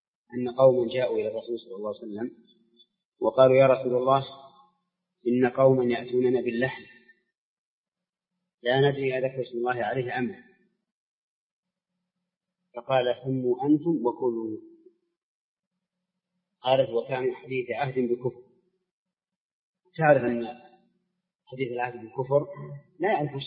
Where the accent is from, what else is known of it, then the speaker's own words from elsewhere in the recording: Saudi Arabia; متأخر عن بلادنا السعودية